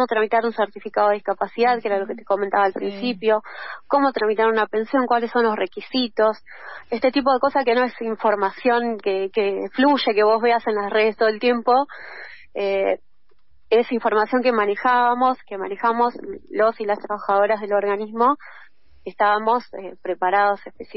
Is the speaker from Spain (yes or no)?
no; Patagonia, Argentina; En la Patagonia, por ejemplo, yo vivo, soy de la Patagonia, y las distancias geográficas son muy grandes.